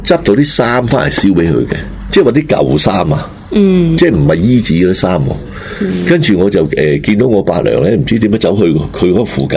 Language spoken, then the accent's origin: Cantonese; Luoding, Guangdong, China; 我哋乡下都嗰啲山边嚟嗰啲山。即係广东嘅西北边囉接壤广西囉。